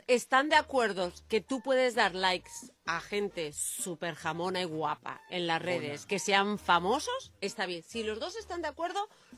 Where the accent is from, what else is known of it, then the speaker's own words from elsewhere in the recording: Madrid, Community of Madrid, Spain; Los madrileños no decimos, soy de Madrid, es dificilísimo. Decimos, somos de Madrid.